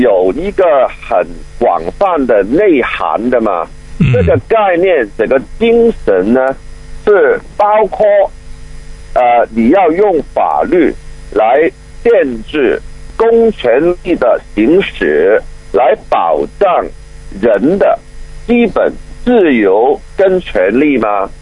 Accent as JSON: {"language": "Chinese", "country": "Hong Kong", "said": "就着香港人我们这个特区里头啊对法治的理解"}